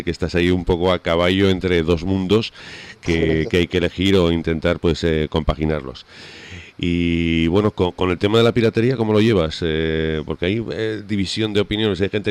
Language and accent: Spanish; Huesca, Aragon, Spain; born there; now in Canary Islands, Spain; yo estoy en donde nací, en Huesca, ¿sabes? Yo vivo en Canarias habitualmente, pero ahora mismo estaba ahí hablando desde Huesca.